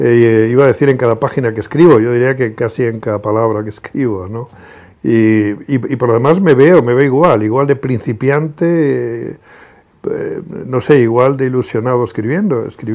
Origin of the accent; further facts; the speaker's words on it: Extremadura, Spain; En mi infancia, en la Extremadura de los años 50, su mundo no tiene nada que ver con el de hoy. No teníamos luz eléctrica, no teníamos agua corriente.